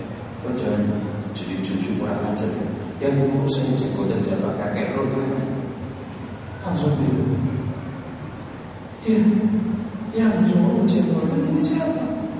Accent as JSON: {"language": "Indonesian", "region": "Java", "country": "Indonesia", "said": "Saya orang Jawa aja hormatin."}